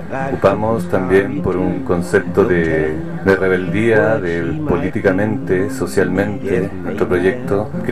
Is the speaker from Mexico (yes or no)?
no; Chile; now in Barcelona, Spain; vengo de Chile, llevo aquí 5 años y bueno, trabajo de electricista.